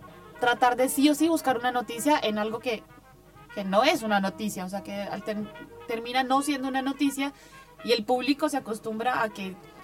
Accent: Colombia; yo lo digo por lo que soy colombiana

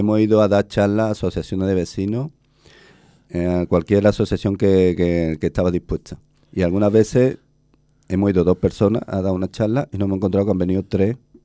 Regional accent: Spain; somos todos los españoles los que pagamos los errores de inversión.

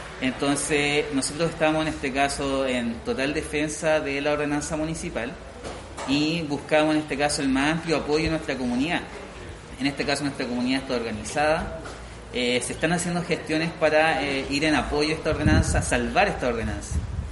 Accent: Coñaripe, Los Ríos, Chile; Yo soy de acá de Coñaripe, cuarta generación aquí en Coñaripe.

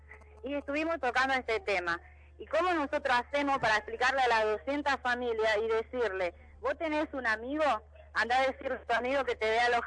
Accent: Argentina; yo soy del interior de la Argentina, no soy de Formosa.

